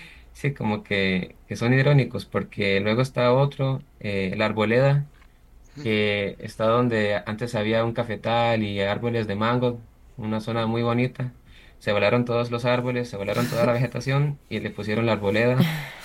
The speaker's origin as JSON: {"language": "Spanish", "country": "Costa Rica", "said": "los motivamos como costarricenses a también preocuparse por las problemáticas de sus comunidades."}